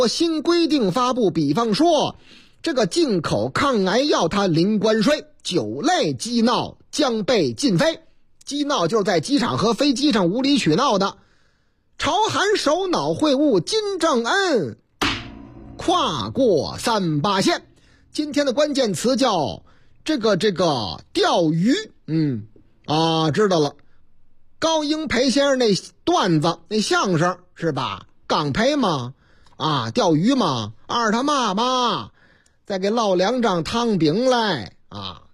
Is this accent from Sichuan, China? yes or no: no; Beijing, China; 角楼图书馆在我老家，啊，河南不是，上海不是，四川、也不是，就在左安门那喇溜。